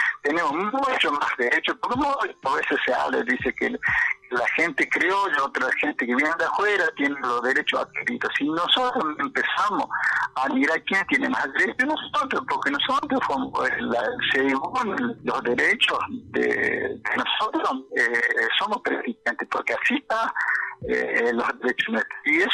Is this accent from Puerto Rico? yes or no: no; Argentina; podemos como ciudadanos argentinos